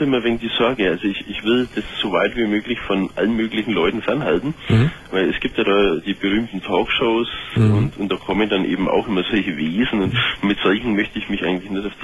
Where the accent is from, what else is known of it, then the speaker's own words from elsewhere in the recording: Bavaria, Germany; ich komme ja aus Bayern, wie man es selbst schon gehört hat.